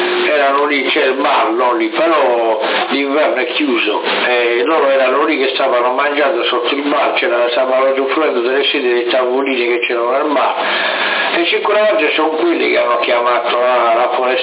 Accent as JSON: {"language": "Italian", "region": "Sardinia", "country": "Italy", "said": "siamo sardi anche noi, anche se non siamo di Alghero siamo sardi."}